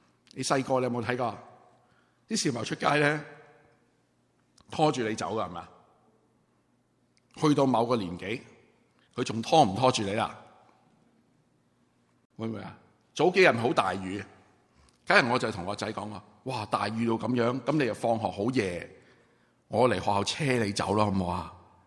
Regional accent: China; 我们中国人是很难，因为我们本身就是一个不好懂表达自己爱的一个民族。

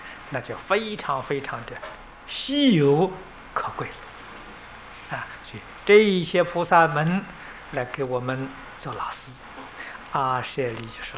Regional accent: China; 就是我们中国人称老师的意思。

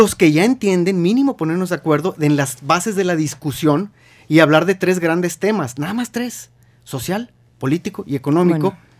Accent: Mexico; lo primero que tenemos que definir como mexicanos es de manera objetiva

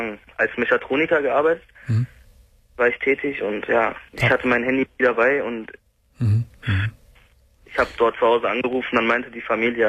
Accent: Salzgitter, Lower Saxony, Germany; Also ich komme aus der Nähe von Braunschweig, Salzgitter, wenn Ihnen das was sagt.

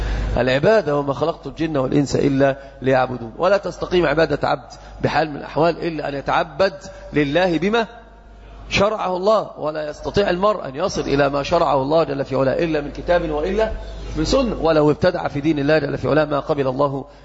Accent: Egypt; وهذا انتشر جدا عندنا في مصر

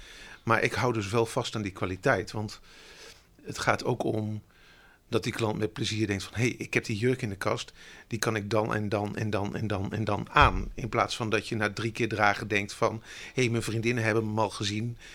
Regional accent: Gelderland, Netherlands; born or raised there

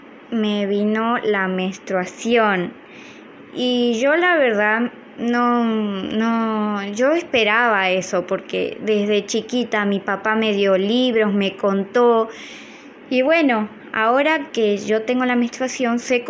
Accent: Chaco, Argentina; yo vengo de Argentina, Chaco, San Peña.

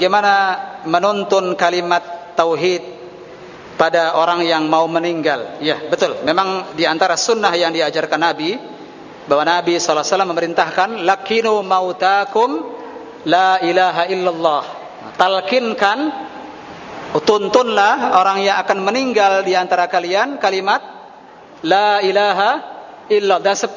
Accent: Cirebon, West Java, Indonesia; Saya dari Cirebon, Pak. Saya tahu hal seperti ini.

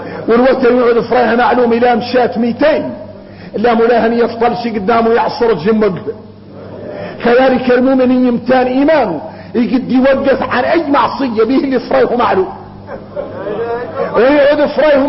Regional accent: Mauritania; الغريب ان احنا موريتاني

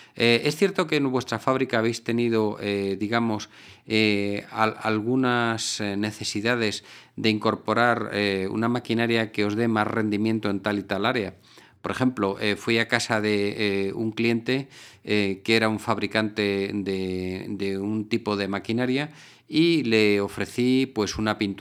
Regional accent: Spain; en mi país, en España, hay una región de España reputada porque siempre a una pregunta responden con otra

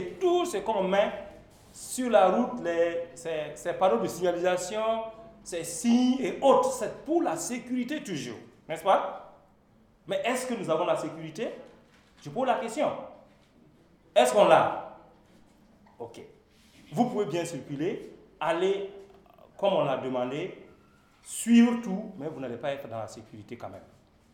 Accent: Burkina Faso; Surtout dans notre contexte aujourd'hui, en tant que Burkinabé, est-ce que la sécurité est là?

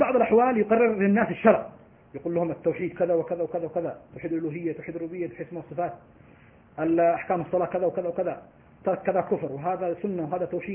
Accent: Morocco; أنا مغربي سلفي.

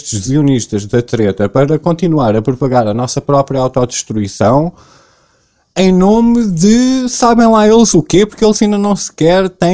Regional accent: Portugal; Mas eu sou português, né? Eu não posso. Eu estou no meu país

